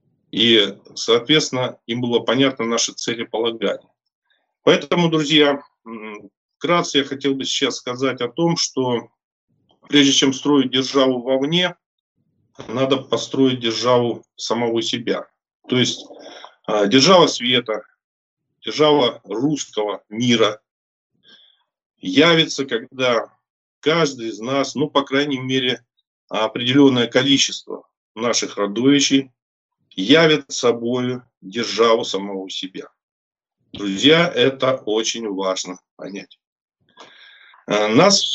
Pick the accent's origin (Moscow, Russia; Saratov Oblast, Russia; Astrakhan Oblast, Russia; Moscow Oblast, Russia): Astrakhan Oblast, Russia; Akhtubinsk; born there; Родился я в Астраханской губернии, в городе Ахтубинск, 67-го года рождения.